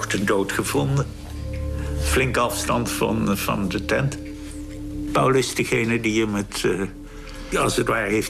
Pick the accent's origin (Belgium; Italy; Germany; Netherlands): Netherlands; Leeuwarden, Friesland; born there; journalist. Ik ben geboren in Leeuwarden in 1931.